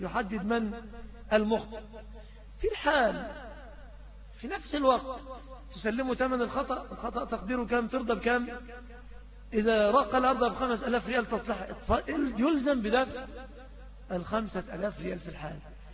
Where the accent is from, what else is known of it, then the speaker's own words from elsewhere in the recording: Egypt; في عندنا في بلادنا مصر حقيقة الأعراض منتهكة تماما